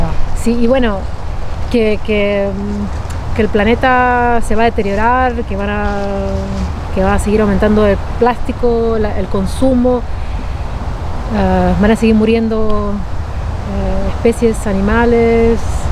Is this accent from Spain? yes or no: no; Peru; now in Antwerp, Belgium; vengo de Perú. Bueno, obviamente que lo notan y lo ven, y mi manera de hablar.